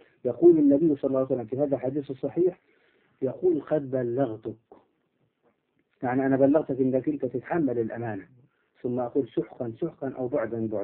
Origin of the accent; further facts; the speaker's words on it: Upper Egypt, Egypt; إحنا عندنا في الصعيد نقول يضرب الجلة